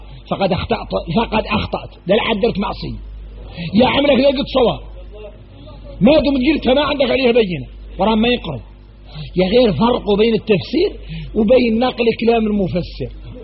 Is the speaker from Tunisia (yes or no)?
no; Mauritania; يا غير احنا موريتاني